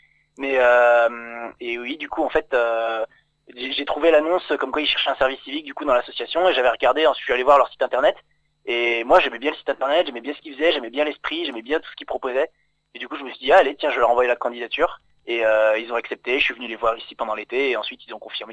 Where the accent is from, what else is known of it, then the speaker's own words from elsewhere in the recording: Île-de-France, France; moved away as an adult; now in Épinal, France; En fait, au départ, je viens de Seine-et-Marne, du côté de Fontainebleau.